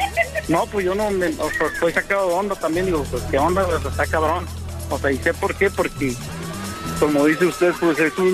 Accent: Mexico City, Mexico; Yo soy originario del Distrito Federal de México.

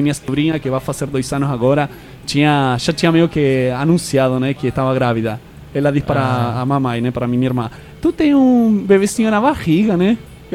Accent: Neuquén, Argentina; O e-mail era notícias, novidades desde Neuquén, desde minha terra.

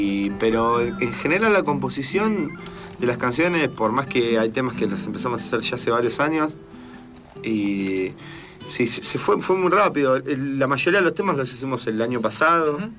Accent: Buenos Aires, Argentina; somos de acá, de Argentina, sí, de Buenos Aires, y somos un pibe que vive en una ciudad. No vivimos en la montaña, no vivimos en el desierto

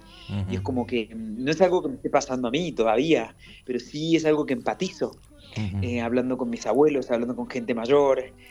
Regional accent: Córdoba, Argentina; also born or lived in Corrientes / Buenos Aires; yo nací en Corrientes, me crié en Córdoba, y cuando terminé el colegio me mudé a Buenos Aires

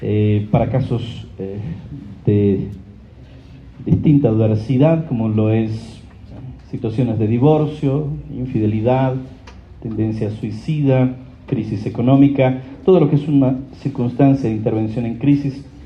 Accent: Colombia; now in Asunción, Paraguay; Es una alegría para mí estar en Bogotá, en mi país, Colombia. Hacía 3 años y medio que no podía venir. Estamos viviendo con mi familia allí en Asunción del Paraguay. Hace 13 años estamos radicados allí con mi esposa, ella también es colombiana, Claudia.

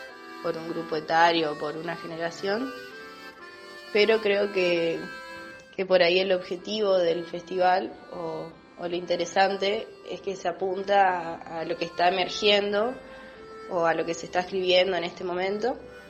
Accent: Santa Fe, Argentina; de Santa Fe.

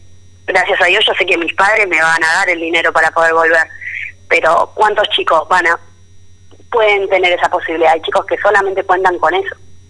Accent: Río Colorado, Río Negro, Argentina; hay 1.900 chicos que somos becados en Río Negro. De esos, somos 26 de Río Colorado.

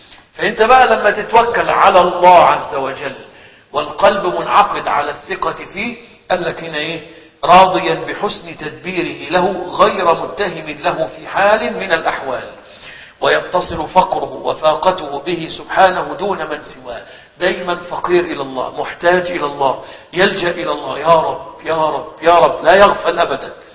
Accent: Egypt; كان عندنا في مصر حاجة اسمها الحمامات العامة

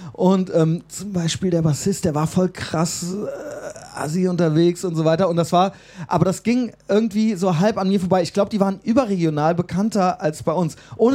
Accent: Koblenz, Rhineland-Palatinate, Germany; ich sehe mich ja völlig als Rheinländer, auch wenn man als Koblenzer oder wieder manchmal so als Pfälzer

